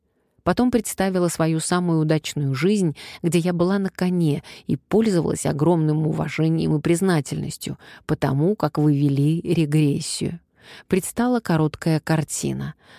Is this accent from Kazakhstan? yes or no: yes; Kazakhstan; Я казашка из Казахстана